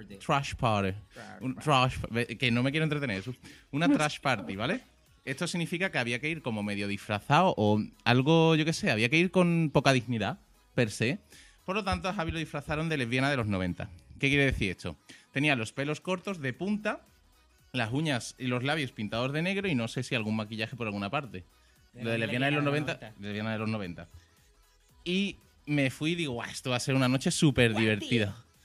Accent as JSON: {"language": "Spanish", "town": "Valencia", "region": "Valencian Community", "country": "Spain", "tie": "born or raised there", "said": "Bueno, claro, ten en cuenta que yo me crié en Valencia."}